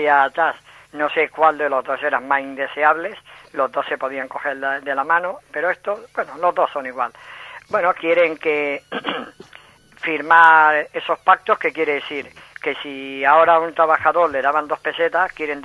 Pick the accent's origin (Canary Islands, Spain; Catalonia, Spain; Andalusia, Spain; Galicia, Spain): Catalonia, Spain; Santa Coloma de Gramenet; Y yo que soy de Gramenet del Besó